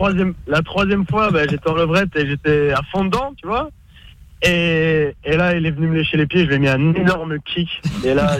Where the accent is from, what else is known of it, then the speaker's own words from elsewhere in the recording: Belgium; marché de Noël en Belgique, je viens de Belgique.